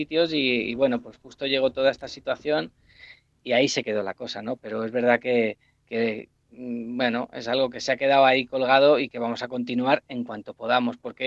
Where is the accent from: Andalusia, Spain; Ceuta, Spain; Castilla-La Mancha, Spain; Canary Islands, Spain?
Castilla-La Mancha, Spain; Valdeluz; el sábado actuamos en Valdeluz, que es mi pueblo